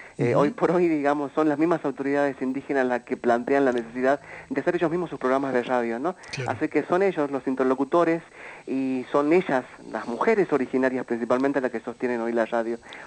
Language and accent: Spanish; Salta, Argentina; con la comunidad trans travesti de la Argentina, que vengo de las tierras